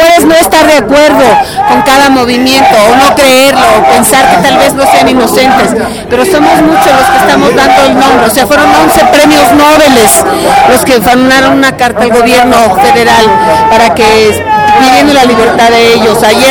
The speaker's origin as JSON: {"language": "Spanish", "country": "Mexico", "said": "todos nosotros como mexicanos, nuestro nivel de vida, nuestra cotidianidad, nuestra vida cotidiana está hecha mierda"}